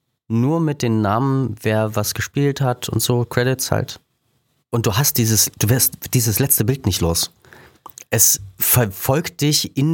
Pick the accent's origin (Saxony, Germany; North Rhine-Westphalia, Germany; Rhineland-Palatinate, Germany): Saxony, Germany; ich bin aus Sachsen